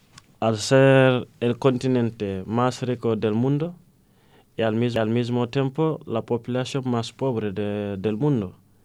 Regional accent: Senegal; now in Spain; Salí de Senegal a Tenerife y tardamos menos, pero sufrimos más.

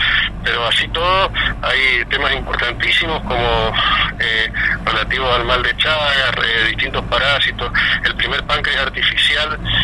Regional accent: Mendoza, Argentina; yo soy mendocino

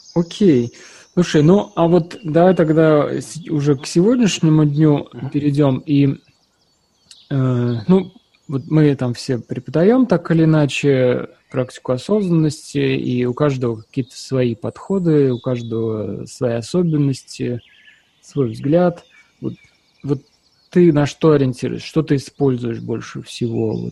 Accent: Volga region, Russia; я же рос там в Советском Союзе и в маленьком совершенно крохотном городке там на Волге.

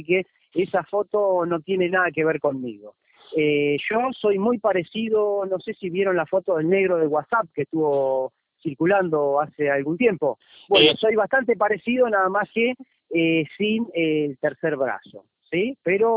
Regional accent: Argentina; now in Ecuador; yo soy un emprendedor, soy argentino, soy un ganador nato, entonces me voy a ir a ganar y a recorrer el mundo. Siempre mi idea fue llegar a Estados Unidos

